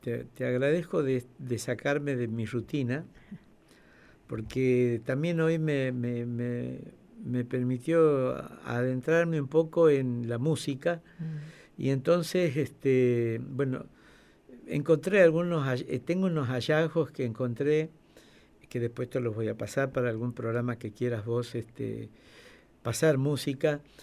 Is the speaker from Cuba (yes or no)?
no; Santiago del Estero, Argentina; por mi lugar geográfico, de donde vengo